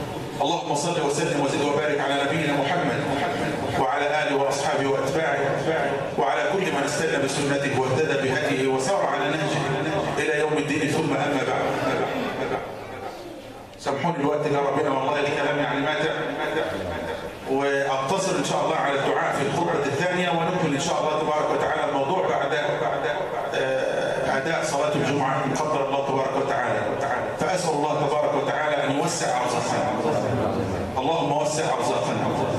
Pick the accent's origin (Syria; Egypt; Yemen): Egypt; اللهم اجعل بلدنا مصر أمنا أمانا سخاء رخاء